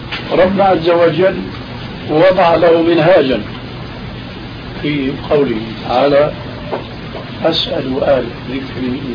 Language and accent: Arabic; Syria; كما يقولون عندنا في سوريا